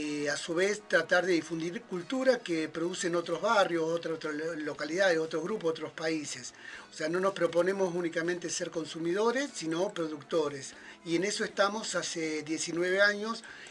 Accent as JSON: {"language": "Spanish", "town": "Longchamps", "region": "Buenos Aires Province", "country": "Argentina", "tie": "born or raised there", "also_born_or_lived": "Ministro Rivadavia", "said": "Varios de los que lo fundamos somos parte de Longchamps, pero nos criamos en ese ir y venir entre estos dos barrios, dos localidades"}